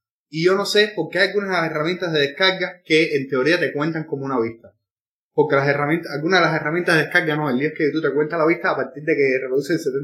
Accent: Cuba; Y yo en particular no voy a cambiar mi acento, mi forma de hablar, porque soy cubano.

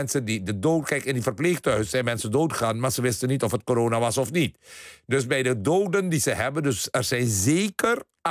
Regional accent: Netherlands; En ik vind het erg dat mensen mij Hindoestaan noemen, want dat betekent dat ik niet besta. En ik ben een Nederlander en ik ben een Amstelstani.

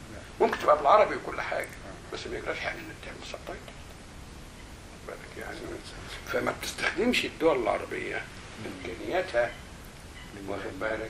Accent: Egypt; فلما تقول انا مصري عربي في الوقت ده في السبعينات

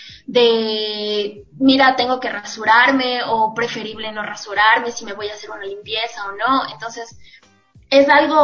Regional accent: Ecuador; como buena emprendedora ecuatoriana, debíamos tener un nombre que nos represente, que sea propio de nuestras raíces y cultura.

